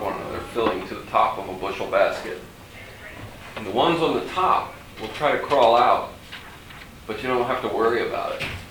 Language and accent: English; Baltimore, Maryland, United States; This is an East Coast thing. I'm from Baltimore, so we have crabs.